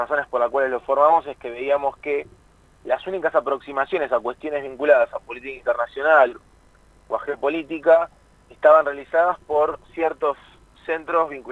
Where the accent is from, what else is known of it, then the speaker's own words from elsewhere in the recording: Buenos Aires, Argentina; Pero más que todo, debido a que la mayoría somos de Buenos Aires, hemos realizado los seminarios aquí.